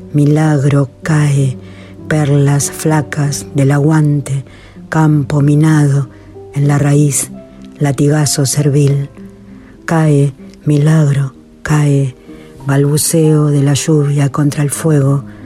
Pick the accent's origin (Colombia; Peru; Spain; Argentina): Argentina; Patagonia; Soy poeta patagónica.